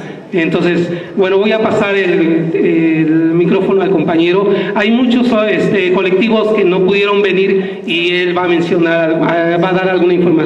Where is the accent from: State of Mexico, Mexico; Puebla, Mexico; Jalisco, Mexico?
State of Mexico, Mexico; Nezahualcóyotl; Nosotros venimos de Ciudad Nezahualcóyotl